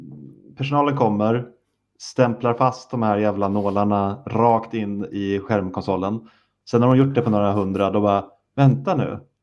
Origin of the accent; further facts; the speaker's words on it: Sweden; jag tror inte jag säger det här bara för att jag är svensk